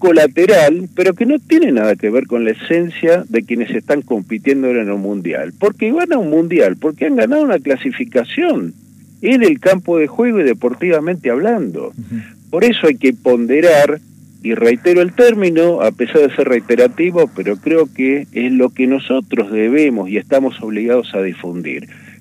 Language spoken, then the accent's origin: Spanish; Buenos Aires, Argentina; Yo provengo de la ciudad de Buenos Aires y además soy profesor terciario universitario.